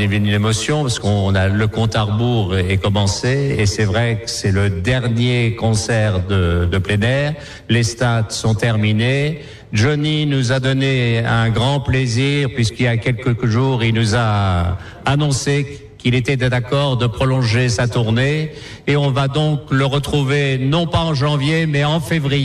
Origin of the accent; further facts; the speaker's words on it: Beaumont-le-Roger, Normandy, France; born there; J'étais exactement à Conches, dans l'Eure, près de mon pays natal, Beaumont-le-Roger.